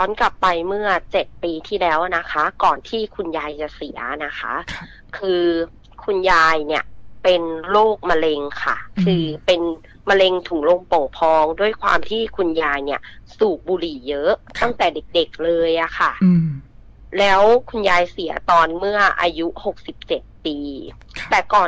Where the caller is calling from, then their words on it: Bangkok, Thailand; อยู่บางโพค่ะ